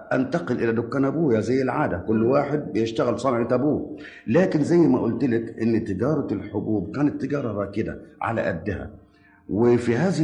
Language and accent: Arabic; Damietta, Damietta Governorate, Egypt; born there; انا ولدت في دمياط في 22/12 سنه 1908.